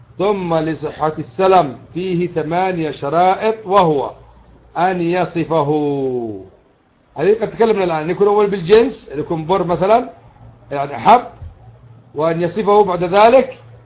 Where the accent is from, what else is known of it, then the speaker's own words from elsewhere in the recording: Yemen; موسم الزرع الآن عندنا في اليمن مثلا،